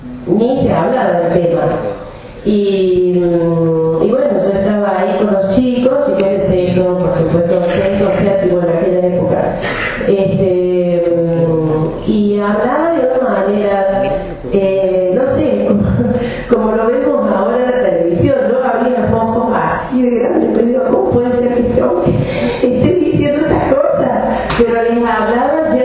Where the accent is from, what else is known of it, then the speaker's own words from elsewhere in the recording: Cruz del Eje, Córdoba, Argentina; Yo soy de Cruz del Eje, tal vez me conozcan varios acá.